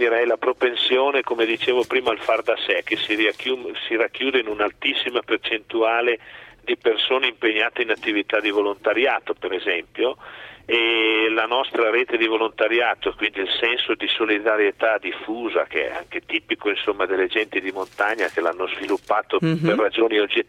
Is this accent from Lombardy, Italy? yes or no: yes; Milan, Lombardy, Italy; io sono figlio di genitori trentini emigrati negli anni 50 a Milano, quindi sono nato a Milano, ho vissuto un po' di anni lì.